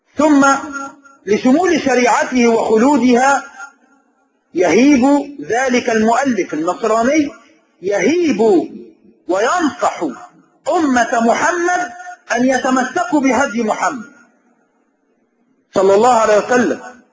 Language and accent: Arabic; Egypt; فهم يعيشون معنا في بلادنا مصر وهي بلد إسلامي